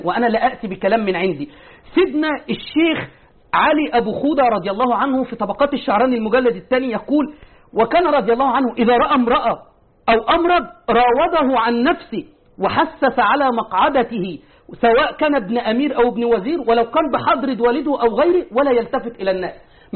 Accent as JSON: {"language": "Arabic", "town": "Tanta", "region": "Gharbia", "country": "Egypt", "said": "الشيخ من طنطا وأنا من طنطا،"}